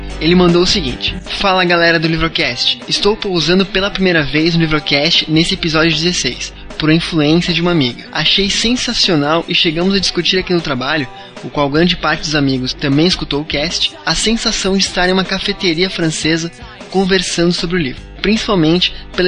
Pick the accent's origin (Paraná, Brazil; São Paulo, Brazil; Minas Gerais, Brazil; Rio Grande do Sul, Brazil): Paraná, Brazil; Curitiba; Isso, de Curitiba.